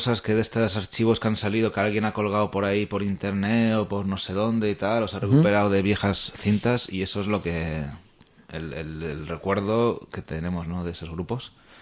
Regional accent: Chile; somos de Chile. Se nota por el acento.

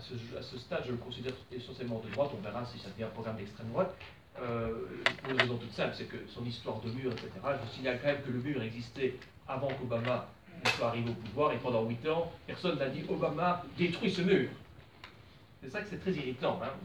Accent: Belgium; davantage de pouvoir au niveau fédéré comme chez nous en Belgique.

